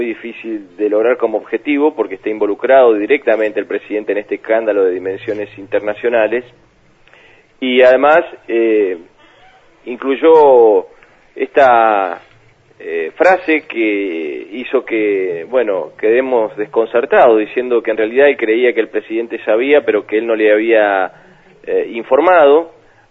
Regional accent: Beltrán, Río Negro, Argentina; en mi pueblo, en Beltrán, en mi casa, desde chiquito

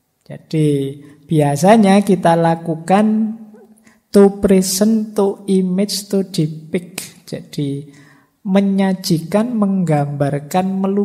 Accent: Padang, West Sumatra, Indonesia; born there; Saya pak kelahiran Padang. Cara berpikir saya begini, cara ekspresi saya begini

